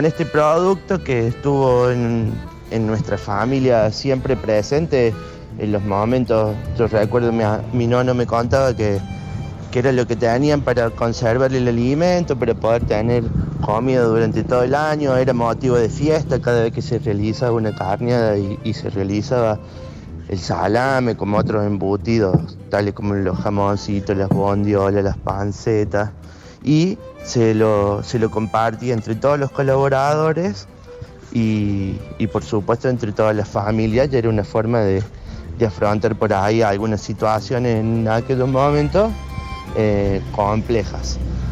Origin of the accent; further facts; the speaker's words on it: Colonia Caroya, Córdoba, Argentina; tengo 33 años, soy ciudadano de Colonia Carolla. Colonia Carolla es una ciudad que está ubicada 50 kilómetros hacia el norte de Córdoba capital. Fue fundada allá por el año 1878 por un grupo de inmigrantes friulanos.